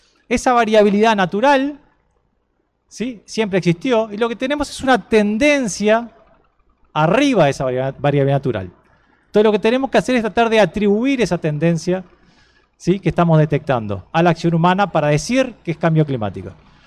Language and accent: Spanish; Uruguay; han hecho que las lluvias sobre nuestro país aumenten entre un 10 y un 15%. ¿Somos los uruguayos culpables de eso?